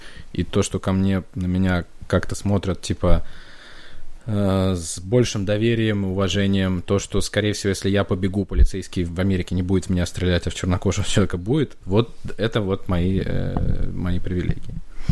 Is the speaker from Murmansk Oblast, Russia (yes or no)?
no; Kursk, Kursk Oblast, Russia; now in United States; когда я родился в Курске и жил на Волокно, и меня там били гопники каждый день на остановке